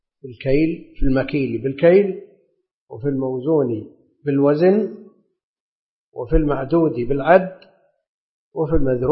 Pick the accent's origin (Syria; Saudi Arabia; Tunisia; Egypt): Saudi Arabia; Najd; لأن هذا معروف عندنا في نجد يسمونه